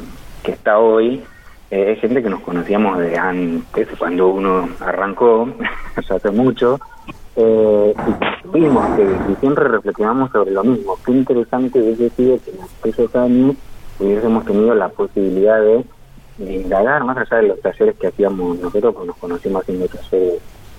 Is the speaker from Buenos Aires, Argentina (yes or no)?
no; Santa Rosa, La Pampa, Argentina; a mi generación, que nos fuimos de Santa Rosa en busca de propuestas que no había acá.